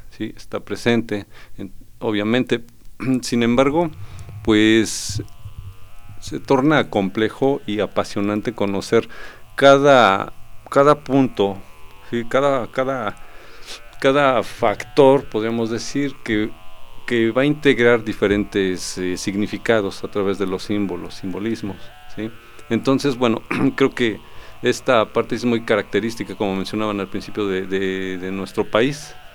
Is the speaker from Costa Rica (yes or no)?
no; Mexico; Como buen mexicano